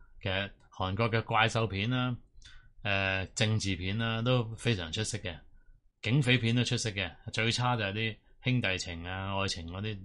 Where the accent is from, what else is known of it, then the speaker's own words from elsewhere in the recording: Hong Kong; 咁我諗我哋香港人都应该进化咗少少